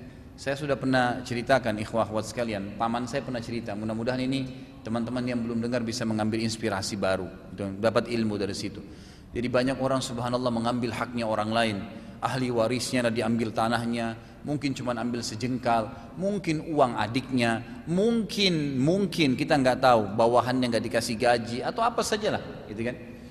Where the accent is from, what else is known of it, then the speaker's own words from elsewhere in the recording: South Sulawesi, Indonesia; saya dari Sulawesi Selatan dan paman saya juga dari kami dari tinggal di sana dan nenek saya banyak dari turunan Bugis